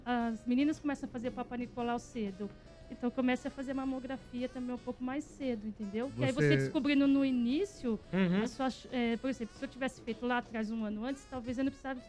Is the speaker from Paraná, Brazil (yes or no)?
no; Santo André, São Paulo, Brazil; now in Mogi das Cruzes, Brazil; Eu sou de Santo André, mas eu moro lá, né?